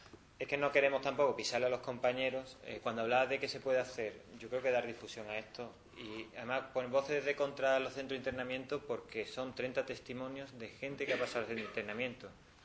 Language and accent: Spanish; Andalusia, Spain; Yo soy andaluz y soy muy exagerado, los andaluces exageran muy.